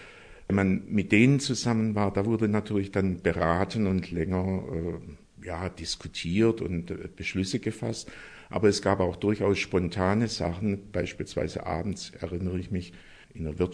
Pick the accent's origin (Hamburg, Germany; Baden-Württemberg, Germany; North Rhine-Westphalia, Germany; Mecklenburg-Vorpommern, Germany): Baden-Württemberg, Germany; Stuttgart; bin eigentlich aus Stuttgart und habe 65 Abitur gemacht und studierte seit Sommersemester 65 hier in Tübingen